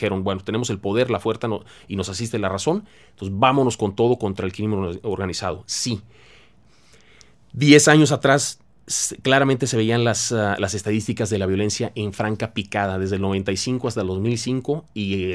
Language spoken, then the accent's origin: Spanish; Tampico, Tamaulipas, Mexico; Esto te lo puedo decir yo personalmente porque soy de Tampico y lo viví, y lo vive mi ciudad.